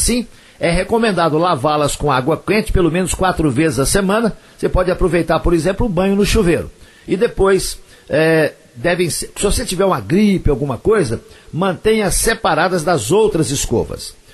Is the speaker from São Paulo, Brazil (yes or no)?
no; Coromandel, Minas Gerais, Brazil; lá na minha terra, lá em Coromandel.